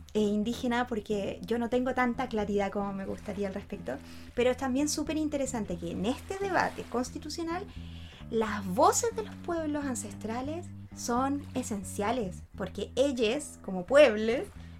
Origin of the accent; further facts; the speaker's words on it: Chile; que somos ciudadanos de Chile